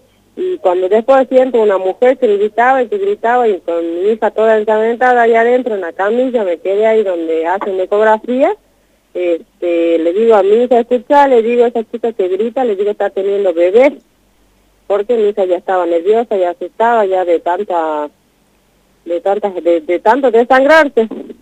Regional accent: Tartagal, Salta, Argentina; Yo soy de Tartagal, Salta. Vivo en una comunidad acá en Tartagal.

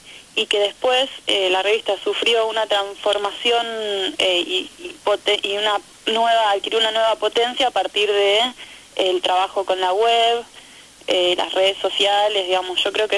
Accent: Salta, Argentina; now in La Plata, Argentina; Yo me había venido a estudiar a La Plata, bueno, yo vengo de Salta, me había venido a estudiar

